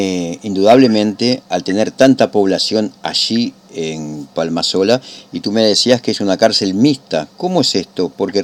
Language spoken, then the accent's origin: Spanish; Uruguay; como también las tenemos aquí en mi país, en Uruguay